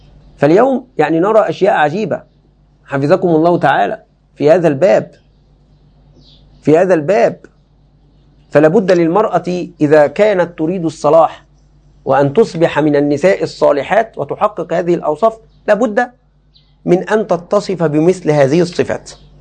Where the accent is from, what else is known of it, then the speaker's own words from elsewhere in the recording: Egypt; باب عندنا في مصر خطير جدا للأسف الشديد